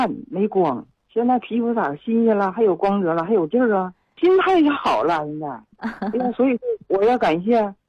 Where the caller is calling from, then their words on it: Siping, Jilin, China; 喂你好啊，我来自四平